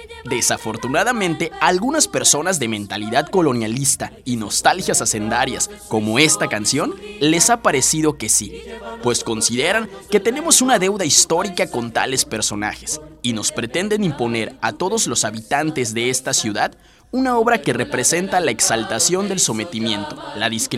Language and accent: Spanish; Yucatán, Mexico; nuestra identidad como mexicanos y yucatecos